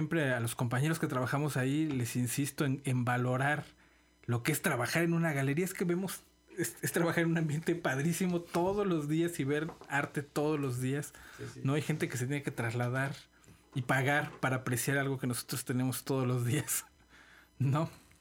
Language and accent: Spanish; Mexico; También, pues, somos mexicanos